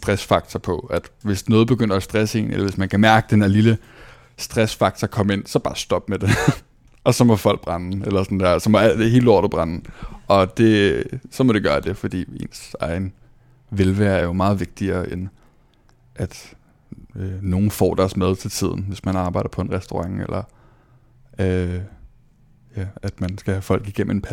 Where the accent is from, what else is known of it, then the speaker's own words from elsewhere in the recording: Copenhagen, Capital Region of Denmark, Denmark; født og opvokset i København, flyttet meget som barn